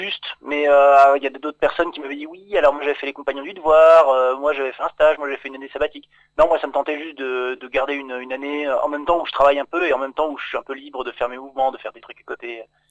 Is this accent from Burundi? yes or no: no; Île-de-France, France; moved away as an adult; now in Épinal, France; En fait, au départ, je viens de Seine-et-Marne, du côté de Fontainebleau.